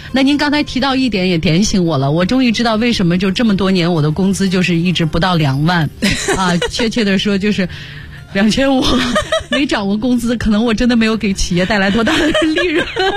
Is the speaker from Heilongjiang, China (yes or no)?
no; Xi'an, Shaanxi, China; 我是西安人。